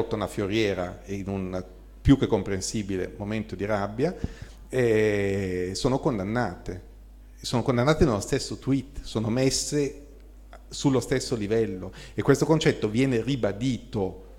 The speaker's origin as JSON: {"language": "Italian", "town": "Bologna", "region": "Emilia-Romagna", "country": "Italy", "said": "poi lo dico da bolognese, quindi veramente stalinismo peso"}